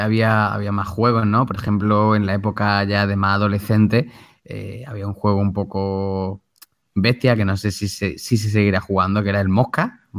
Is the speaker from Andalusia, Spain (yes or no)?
yes; Málaga, Andalusia, Spain; En mi pueblo se llama, o sea, en mi pueblo, por aquí, por Málaga capital, se llamaba Sota Caballo Rayo.